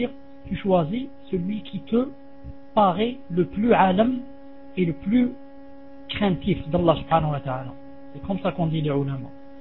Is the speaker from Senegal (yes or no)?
no; Algeria; French is a second language; je lui dis, moi en Algérie, si on circoncit une femme, c'est très grave.